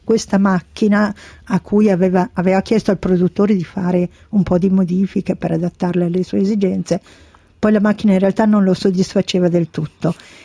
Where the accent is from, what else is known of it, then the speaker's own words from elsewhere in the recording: Bergamo, Lombardy, Italy; Beh, io sono di Bergamo, cosa faccio?